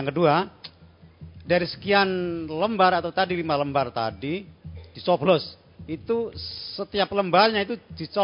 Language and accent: Indonesian; Gunung Kidul, Special Region of Yogyakarta, Indonesia; Saya dari Gunung Kidul, Pak, cabang Wonosari.